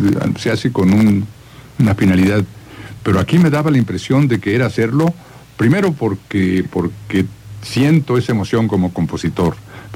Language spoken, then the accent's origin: Spanish; Mexico; nos da un sentido de pertenencia como mexicanos